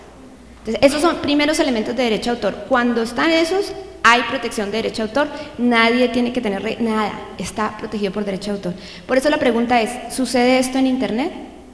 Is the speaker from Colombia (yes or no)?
yes; Colombia; Yo soy abogada colombiana